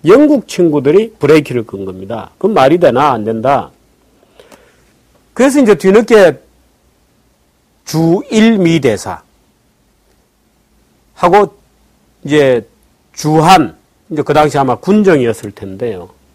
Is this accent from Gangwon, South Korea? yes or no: no; Busan, South Korea; 저는 부산에서 어린 시절을 보냈는데요.